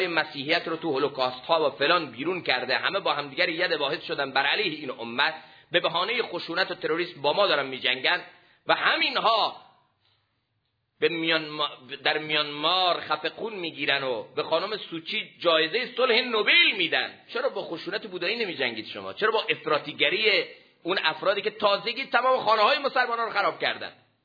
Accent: Iran; ما ایرانیم، با چی پیروزیم؟

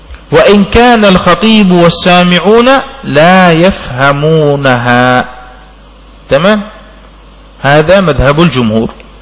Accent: Yemen; عندنا في اليمن لا تكاد تجد هذا، لعله عندنا بسبب سخونة الجو، جو حار ما شاء الله هنا

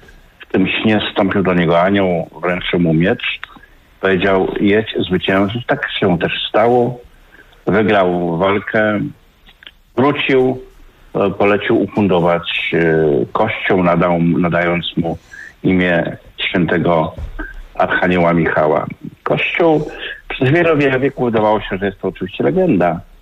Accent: Dębica, Subcarpathian Voivodeship, Poland; also born or lived in Nowa Ruda; ja urodziłem się na Śląsku, urodziłem się w Nowej Rudzie, koło Kłodzka bodajże, ale niedługo tam mieszkałem, następnie moja mama, która tam pracowała, wróciła do Dębicy. No i tam się w zasadzie wychowałem w porządnej Galicji.

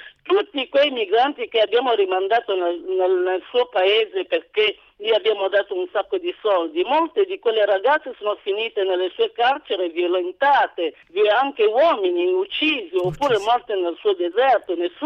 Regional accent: Calabria, Italy; Ma io, guarda, io sono una calabrese

